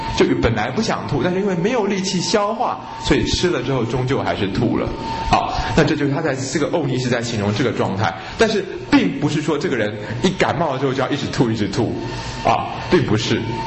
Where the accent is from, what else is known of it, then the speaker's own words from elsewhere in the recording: Taiwan; 那我们台湾人都是腠理虚疏的尊荣人